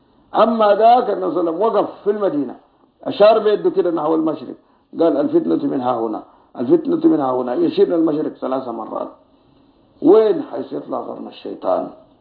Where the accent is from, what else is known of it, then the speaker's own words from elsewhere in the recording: Sudan; واحد يجي يدرسوها عندنا في السودان